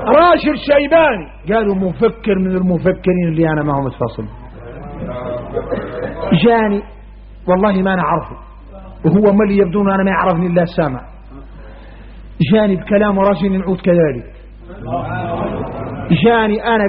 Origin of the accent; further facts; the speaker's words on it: Mauritania; احنا موريتاني